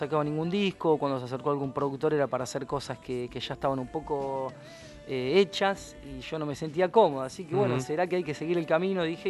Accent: Miramar, Buenos Aires Province, Argentina; cuando me vine de Miramar, andaba un poco mezclado, ¿no?

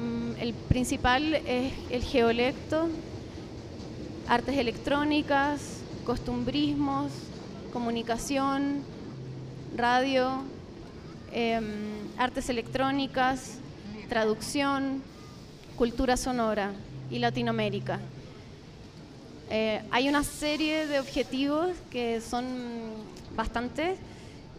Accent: Chile; de Chile.

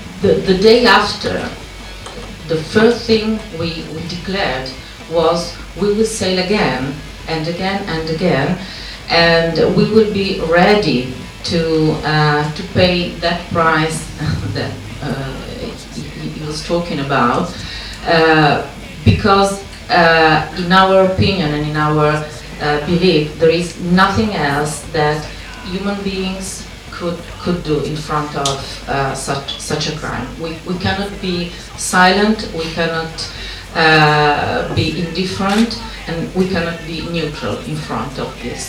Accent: Italy; English is a second language; I am from Italy

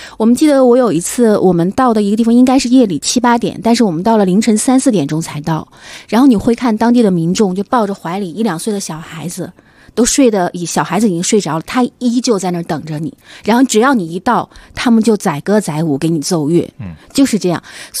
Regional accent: China; 也没有想到巴基斯坦的人会对我们中国人有这么友好。

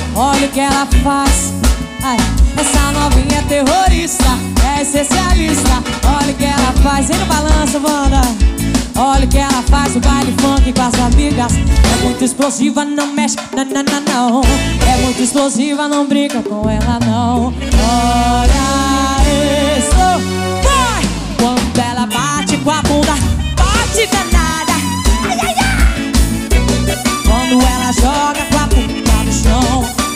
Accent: Mato Grosso do Sul, Brazil; são referências pra mim que vim lá do Mato Grosso do Sul. Caipira do meio do mato.

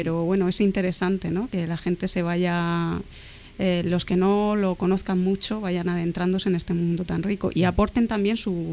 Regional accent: Cartagena, Region of Murcia, Spain; Bueno, sí, ya soy de Cartagena.

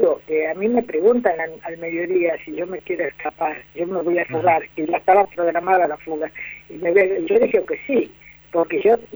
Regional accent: Tucumán, Argentina; yo que vengo del norte, que vengo de Tucumán

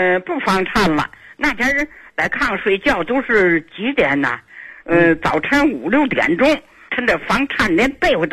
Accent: Tianjin, China; 我是天津的人。

